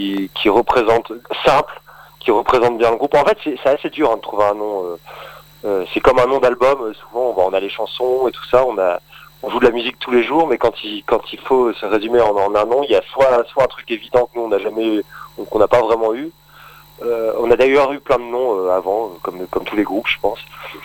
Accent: Roubaix, Hauts-de-France, France; Moi, je viens de Roubaix, dans le Nord.

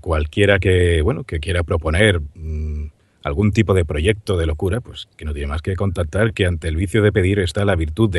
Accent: Seville, Andalusia, Spain; accent: Sevillian; Yo soy de Sevilla, o sea, yo tengo acento, así, yo hablo así normalmente en mi vida diaria.

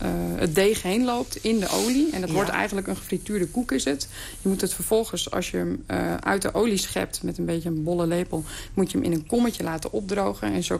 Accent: Friesland, Netherlands; first language Frisian; Dutch is a second language; En dat is ook een taal die, het is mijn moedertaal, dus ook een taal die heel dichtbij je zit.

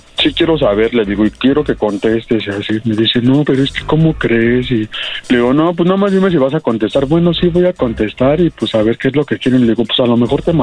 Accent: Mexico City, Mexico; yo soy de la Ciudad de México.

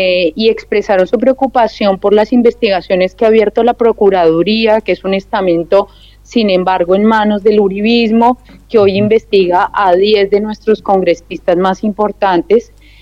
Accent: Colombia; es una novedad para nosotros como pueblo colombiano

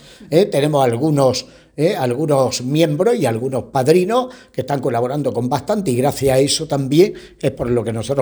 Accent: Spain; los que estamos misionando fuera de España y que somos españoles

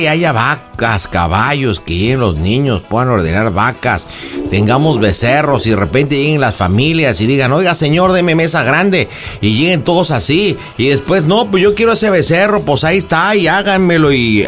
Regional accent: Monterrey, Nuevo León, Mexico; No, yo soy de botas, pero yo soy de Monterrey.

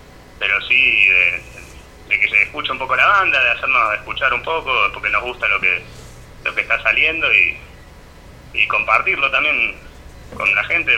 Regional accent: Las Rosas, Córdoba, Argentina; Nosotros somos de acá, de Las Rosas.

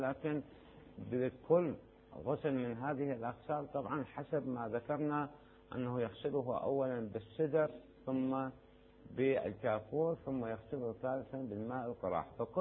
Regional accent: Najaf, Najaf Governorate, Iraq; مما يسموه هناك عندنا بالنجف يسموه بير عليوي

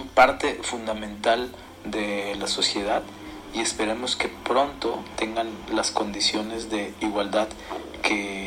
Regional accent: Monterrey, Nuevo León, Mexico; born there; Soy mexicano. Nací en Monterrey, Nuevo León.

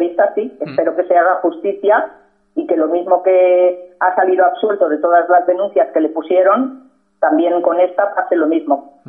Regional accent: Catalonia, Spain; Somos simplemente catalanes y españoles. Y amamos nuestra patria y nuestra bandera. Y nuestra Cataluña.

